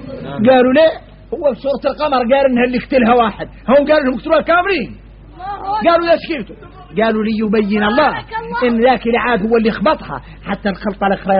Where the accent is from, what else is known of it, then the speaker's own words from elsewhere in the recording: Mauritania; هذا ما قلت تذكروه في دعيه نحن موريتاني